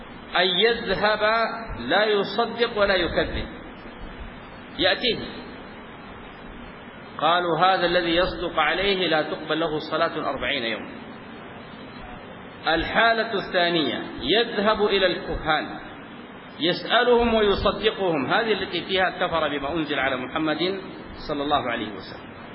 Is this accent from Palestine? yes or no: no; Sudan; زي ما عندنا في السودان يقول شوف لي الخيرة